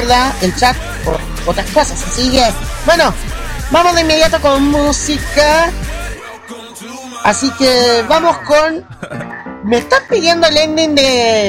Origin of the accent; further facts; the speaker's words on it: Chile; Así como buen chileno, ¿ya?